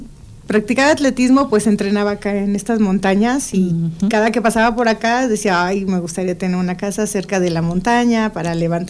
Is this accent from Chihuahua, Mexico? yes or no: no; Iztapalapa, Mexico City, Mexico; mi papá es nativo de Iztapalapa, yo soy de Iztapalapa